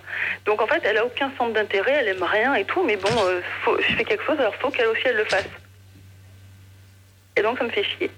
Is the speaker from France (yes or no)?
yes; Montpellier, Occitanie, France; Je suis de Montpellier, mais j'habite pas à Montpellier en général.